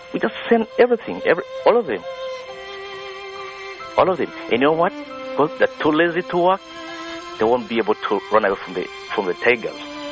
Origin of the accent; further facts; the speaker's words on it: Kenya; now in United States; I come from Africa. I come from Kenya.